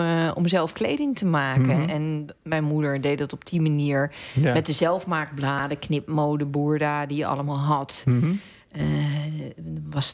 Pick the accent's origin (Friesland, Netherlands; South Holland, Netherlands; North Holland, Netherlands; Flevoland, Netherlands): South Holland, Netherlands; Hendrik-Ido-Ambacht; Ik ben opgegroeid in Hendrik Ido Ambacht.